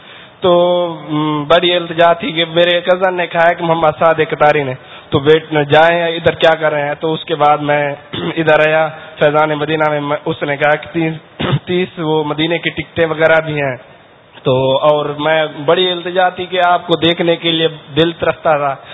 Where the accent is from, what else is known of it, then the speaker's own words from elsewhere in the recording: Bahawalpur, Punjab, Pakistan; بابا جی میں بہاولپور سے آیا ہوں